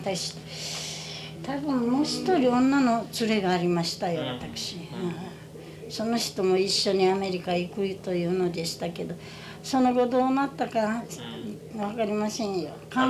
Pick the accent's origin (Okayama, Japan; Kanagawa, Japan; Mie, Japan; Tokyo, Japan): Okayama, Japan; 私ども、私は岡山市ですよ。